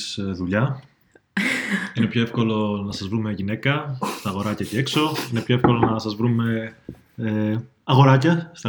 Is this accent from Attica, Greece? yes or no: yes; Athens, Attica, Greece; now in Sweden; Και έρχομαι και εγώ από την Αθήνα.